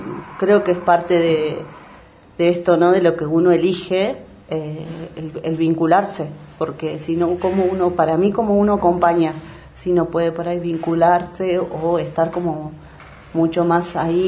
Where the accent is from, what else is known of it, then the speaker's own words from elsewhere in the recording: Bariloche, Río Negro, Argentina; Soy de acá de Bariloche. Estudié el primario, lo hice en la escuela 320, el secundario en el SEM 33.